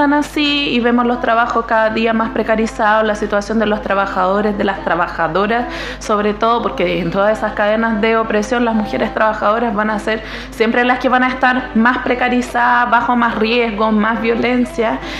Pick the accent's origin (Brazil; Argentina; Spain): Brazil; Spanish is a second language; now in Chile; Bueno, yo tengo que agregar que además no soy chilena, yo soy brasileña, y de partida les pido disculpas de repente si me sale algo raro ahí del idioma.